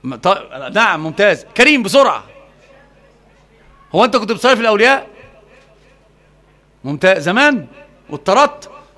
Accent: Alexandria, Alexandria Governorate, Egypt; لا انا مش معوق، انا اسكندراني.

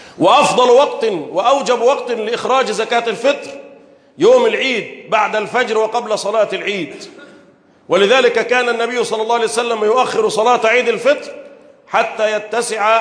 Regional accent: Egypt; اللهم احفظ بلدنا مصر وسائر بلاد

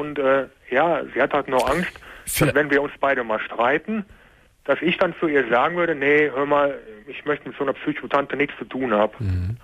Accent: Koblenz, Rhineland-Palatinate, Germany; born there; Geboren bin ich in Koblenz.

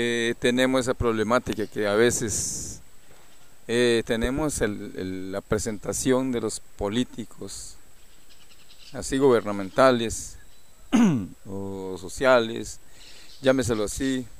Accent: Costa Rica; Que nosotros también somos costarricenses y no nos valoran los esfuerzos que hacemos nosotros también para salir a votar por ellos.

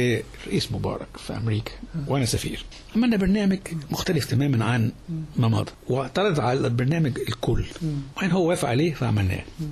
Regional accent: Egypt; إحنا بلد عايشة في قارتين في أفريقيا وفي آسيا. سيناء دي مش أفريقيا دي في آسيا. أنا عايش على بحرين بحر الأبيض والأحمر.

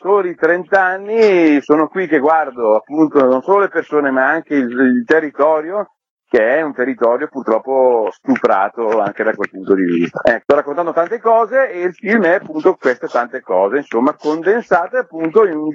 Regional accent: Lombardy, Italy; accent: Brescian; un uomo del nord con una forte cadenza bresciana, ma in realtà io sono marocchino di origini, i miei genitori emigrarono qui in Italia, primi pionieri, quindi 40 anni fa, arrivarono in questa pianura padana

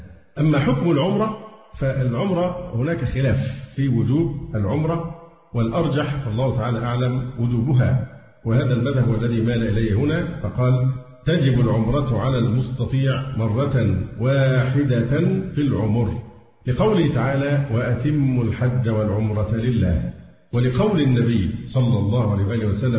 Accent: Egypt; فحتى الآن حالات عندنا في مصر والله الحمد طيبة جدا.

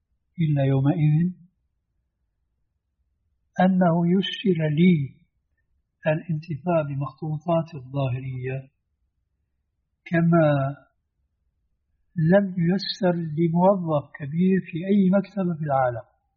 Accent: Damascus, Damascus Governorate, Syria; كما يقال عندنا في دمشق.

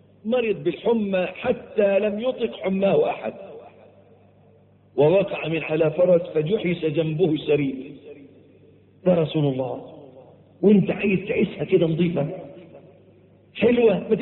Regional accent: Egypt; عندنا في مصر معلش تلاقي الواد الميكانيكي

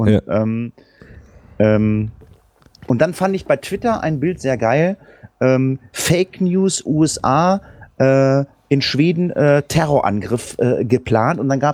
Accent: Lower Saxony, Germany; also ich komme jetzt aus Niedersachsen.

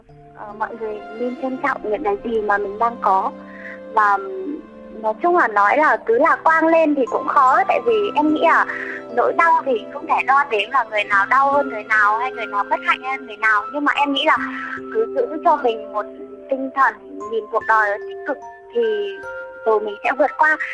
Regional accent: Bac Giang, Vietnam; now in Hanoi, Vietnam; Em đi học, em ở chỗ ở trên Hà Nội chị ạ. Còn quê của em thì ở Bắc Giang thôi, mẹ em ở Bắc Giang.

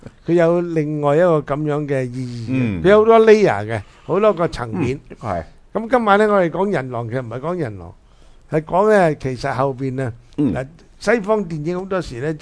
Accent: China; 我哋中国人咧就讲豺狼

